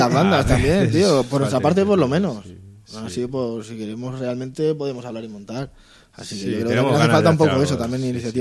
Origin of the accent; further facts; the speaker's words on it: Toledo, Castilla-La Mancha, Spain; Somos así los toledanos.